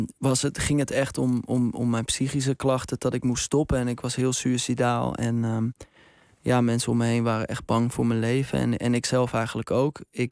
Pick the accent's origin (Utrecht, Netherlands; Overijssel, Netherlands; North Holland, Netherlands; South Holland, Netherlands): North Holland, Netherlands; Ik kom uit Baren, hier redelijk dichtbij.